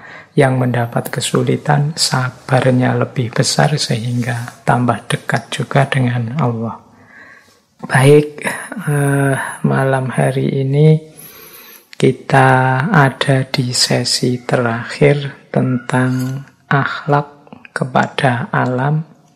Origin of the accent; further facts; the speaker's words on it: Java, Indonesia; Ya memang karena basis saya, ya saya aslinya orang Jawa. Jadi mengkaji budaya Jawa itu seperti menggali diri sendiri.